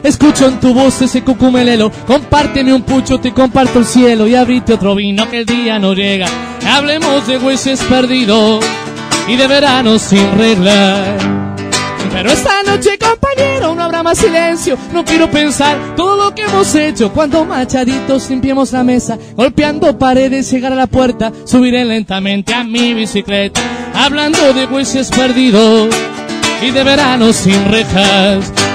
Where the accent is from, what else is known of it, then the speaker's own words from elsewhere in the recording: Merlo, Buenos Aires Province, Argentina; born there; muy cerquita del lugar donde yo nací, de Merlo.